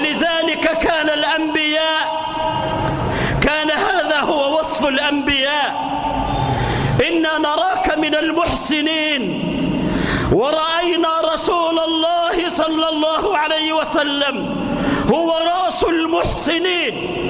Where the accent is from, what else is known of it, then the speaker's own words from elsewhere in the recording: Egypt; اجعل بلدنا مصر واحة للأمن والأمان، اجعلها آمنة مطمئنة